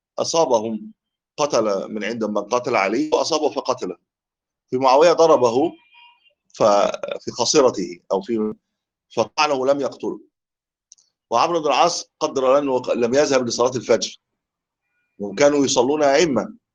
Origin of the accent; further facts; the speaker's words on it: Egypt; هو لا يؤذن عندنا في مصر